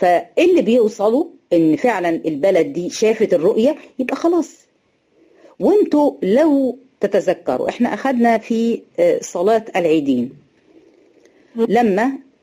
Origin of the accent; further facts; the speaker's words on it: Egypt; يعني احنا هنا عندنا في مصر مفيش حد بيشوف رؤية